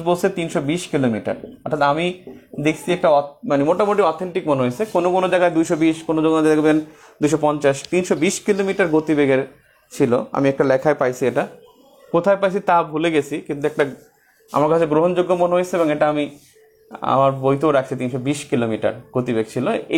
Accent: Char Biswas, Barisal Division, Bangladesh; also born or lived in Bauphal; জায়গা ছিল চর বিশ্বাস, নাম শুনছেন, এটা পটুয়াখালী জেলার মধ্যে চর বিশ্বাস নামে একটা জায়গা, ওই জায়গা আমাদের বাড়ি ছিল। এখন আমাদের বাড়ি হলো মানে ভিতরে আরও বাউফলে

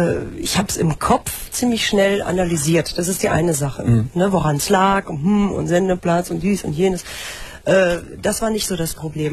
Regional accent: Mülheim an der Ruhr, North Rhine-Westphalia, Germany; born there; Ich bin in Mülheim an der Ruhr geboren

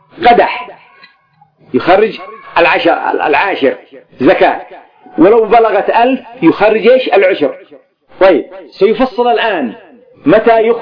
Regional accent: Yemen; عندنا في اليمن هنا في بلادي يقولون: اليوم سنذهب نسني، عندي نسني الماء، نسني الزراعة.

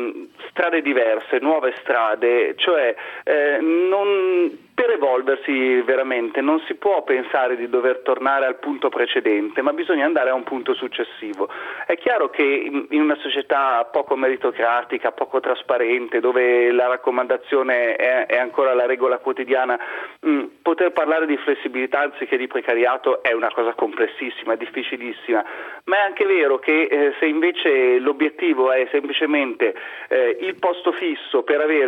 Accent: Milan, Lombardy, Italy; detto da milanese che ama Milano

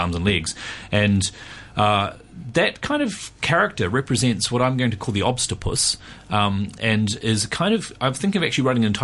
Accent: New Zealand; Well, the thing is that in New Zealand, I'm from New Zealand, and in New Zealand, when I was a kid in the 70s

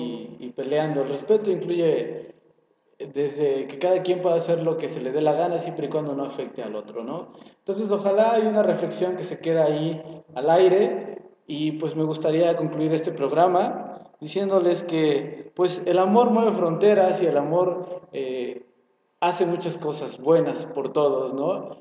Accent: Mexico; Y como mexicanos nos conviene que gane

